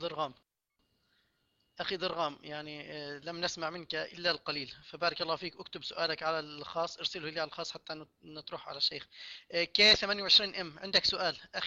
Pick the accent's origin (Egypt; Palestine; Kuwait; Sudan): Palestine; وبالذات عندنا في فلسطين